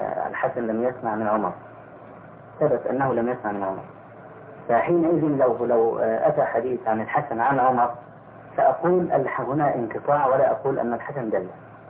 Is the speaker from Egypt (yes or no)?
yes; Egypt; فيه بعض الناس عندنا في مصر اعترض على هذا